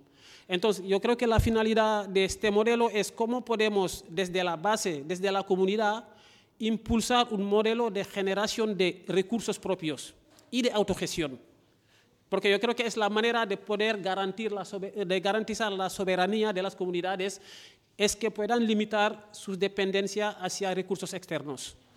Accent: Senegal; Soy de Senegal y ahí lo llamamos tontín.

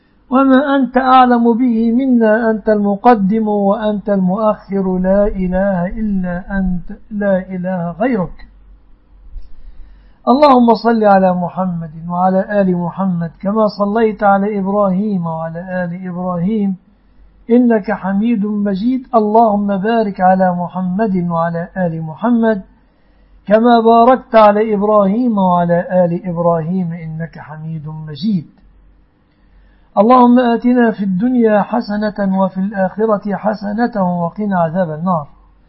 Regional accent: Egypt; احفظ يا ربي بلادنا مصر وسائر بلاد المسلمين من كل مكروه وسوء يا رب العالمين

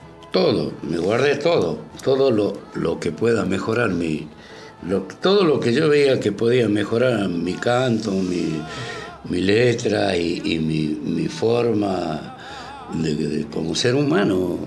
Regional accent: Argentina; Porque a nosotros nos criaron como la Argentina potencia y que somos los mejores del mundo.

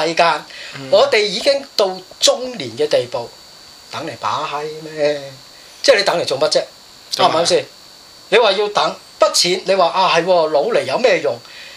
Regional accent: Hong Kong; 我香港人錢用來兌換什麼？

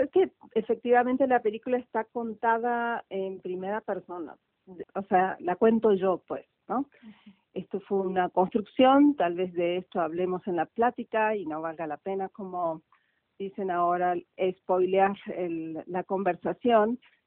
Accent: Córdoba, Argentina; born there; yo nací en Argentina, en la provincia de Córdoba, en el año 66

